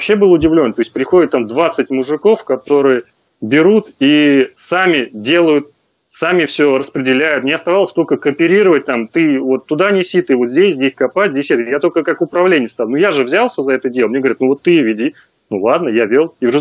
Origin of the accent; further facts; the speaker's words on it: Moscow, Russia; мы вот жили в Подмосковье, сам я из Москвы.